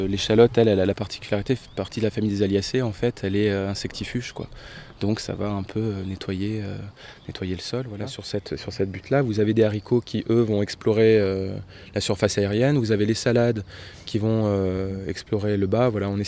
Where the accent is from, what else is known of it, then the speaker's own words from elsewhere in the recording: Annonay, Auvergne-Rhône-Alpes, France; Alors, à l'origine, on est d'Annonay, tous d'Annonay.